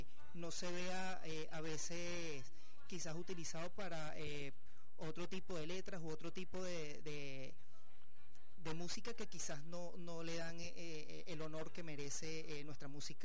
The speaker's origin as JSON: {"language": "Spanish", "country": "Venezuela", "said": "es algo que nos identifica como venezolanos"}